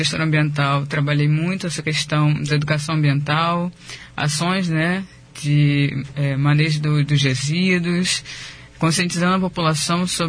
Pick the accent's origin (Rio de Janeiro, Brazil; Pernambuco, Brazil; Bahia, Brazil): Rio de Janeiro, Brazil; born there; now in Foz do Iguaçu, Brazil; eu sou nascido no Rio de Janeiro, né? Pelo sotaque já dá para perceber um pouquinho. E moro em Foz do Iguaçu, tenho mais de 3 anos já.